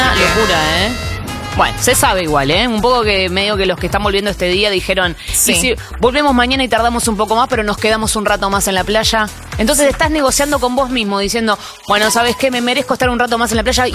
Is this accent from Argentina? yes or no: yes; Argentina; me parece que hablo como argentina, pero digo, me genera mucho orgullo.